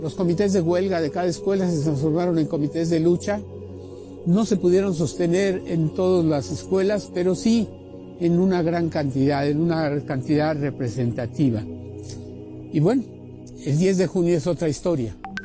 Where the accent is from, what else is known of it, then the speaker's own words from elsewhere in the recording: Mexico; somos los guerreros mexicanos